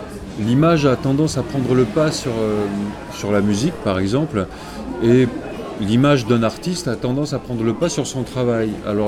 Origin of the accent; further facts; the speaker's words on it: Southern France, France; Mais quand j'étais petit et que j'étais dans le sud, on me demandait si je venais pas de Paris.